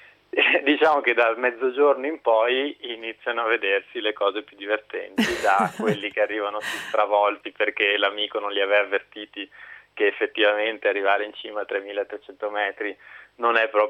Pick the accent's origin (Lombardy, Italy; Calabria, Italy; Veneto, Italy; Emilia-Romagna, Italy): Veneto, Italy; Padua; sono tornato in Italia e, visto che sono di Padova e le Dolomiti non sono troppo lontane